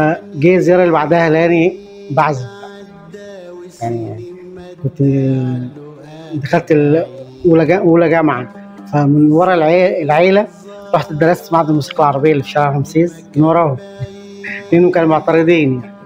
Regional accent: Nubia, Egypt; عندنا في النوبة كل طقوس الحياة تقريبا مصحوبة بالغناء

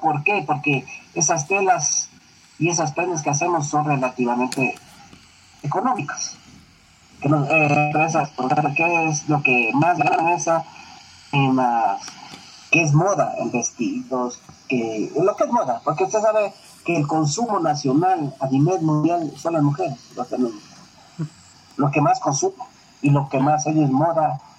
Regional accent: Ecuador; Nosotros somos tan ecuatorianos que no sabemos.

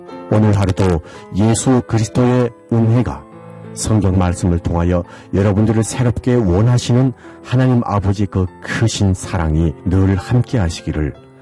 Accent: North Korea; now in South Korea; 지금까지 진행해 저는 탈북민

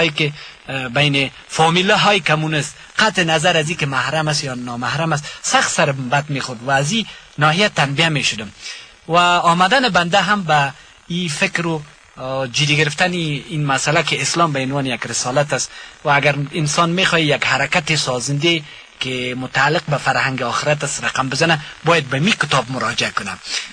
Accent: Ghazni, Afghanistan; ما از غزنی هستیم، از پشتون های غزنی هستیم

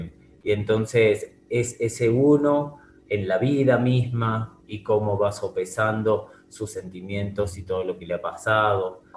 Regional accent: Córdoba, Argentina; músicos que interpretamos somos argentinos. Y no de Buenos Aires solamente, sino de distintas provincias. Yo soy de Córdoba

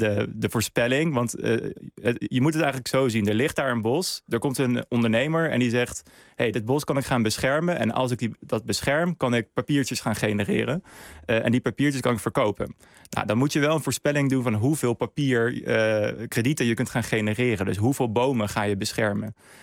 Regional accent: Netherlands; ik als Nederlander, ik ben ook niet in Zimbabwe geweest

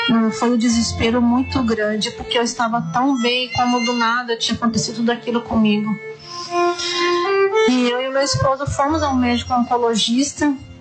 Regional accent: Joinville, Santa Catarina, Brazil; eu sou de Joinville, Santa Catarina.

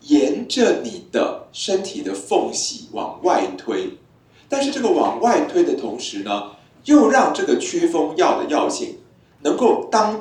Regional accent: Taiwan; 就是我们台湾人口少少

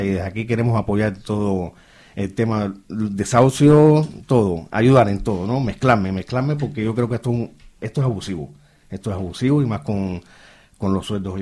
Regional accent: Catalonia, Spain; moved away; somos de Cataluña, pues no, vinimos para aquí porque los alquileres más baratos

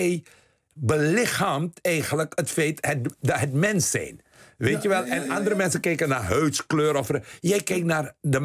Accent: Suriname; Wat ik ben ook opgegroeid in Suriname.

